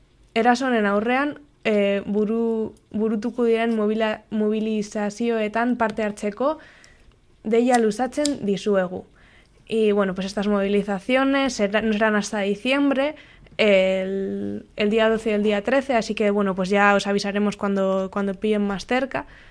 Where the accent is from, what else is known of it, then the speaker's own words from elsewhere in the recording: Cantabria, Spain; accent: Cantabrian; perdonadme por mi triste acento de tierras cántabras, pero intentaré que lo entendáis.